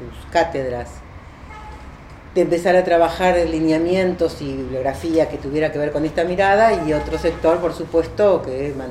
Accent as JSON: {"language": "Spanish", "town": "Mar del Plata", "region": "Buenos Aires Province", "country": "Argentina", "tie": "born there", "said": "Y bueno, años más tarde nací yo acá en Mar del Plata. O sea, yo soy de la familia, soy la única que nació acá."}